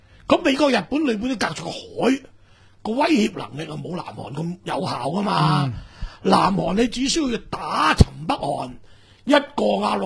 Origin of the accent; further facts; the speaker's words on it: Hong Kong; 但系呢句话同我哋香港人嘅刁喇妈系差唔多嘅